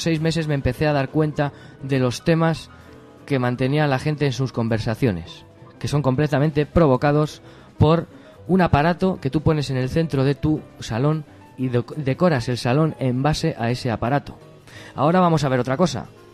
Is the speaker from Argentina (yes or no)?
no; Madrid, Community of Madrid, Spain; yo soy de mi barrio, soy de La Lipa y vivo en Vallecas.